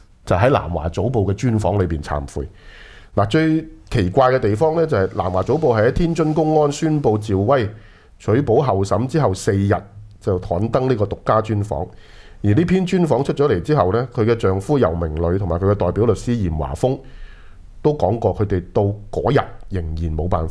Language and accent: Cantonese; Hong Kong; 当时这份报纸其实就不是昔日我们香港人拥有的